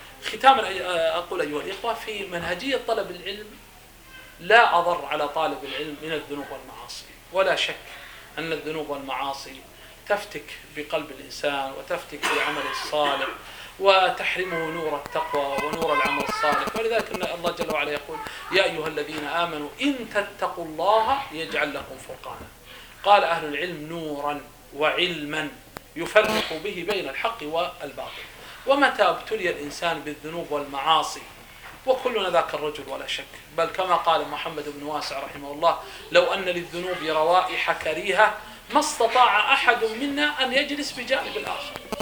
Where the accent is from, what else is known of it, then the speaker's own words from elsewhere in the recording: Saudi Arabia; فمثلا نحن مثلا نتكلم عندنا في السعودية، قد أنتم هنا مثلا قد عندكم متون أنا لا أعرف